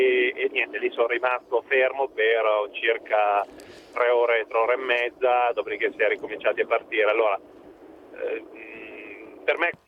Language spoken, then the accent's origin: Italian; Piacenza, Emilia-Romagna, Italy; Ma in realtà io sono di Piacenza, ma mi trovo tra Asti e Alessandria, sono in auto.